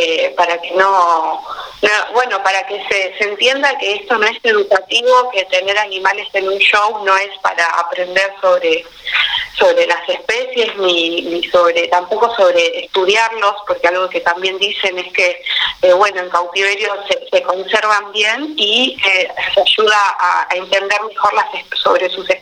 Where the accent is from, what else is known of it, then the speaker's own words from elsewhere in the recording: San Bernardo, Buenos Aires Province, Argentina; Yo soy de San Bernardo, del Partido de la Costa, vivo a 40 kilómetros de lo que es San Clemente del Tuyú